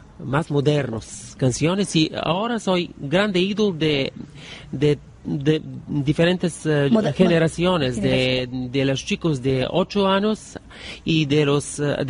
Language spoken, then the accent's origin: Spanish; Bulgaria; first language Bulgarian; Spanish is a second language